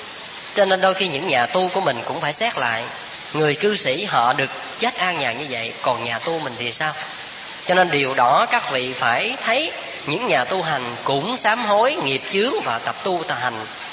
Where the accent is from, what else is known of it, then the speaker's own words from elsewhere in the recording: Vĩnh Long, Vietnam; Các vị biết quê tôi ở Vĩnh Long, xuất thân từ tổ đình Phước Hậu, là cái chùa của sư cụ Khánh Anh ngày xưa đó.